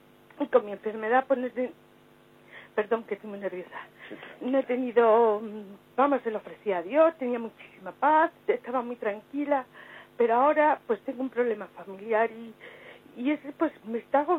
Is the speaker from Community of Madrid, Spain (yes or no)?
yes; Madrid, Community of Madrid, Spain; soy de Madrid.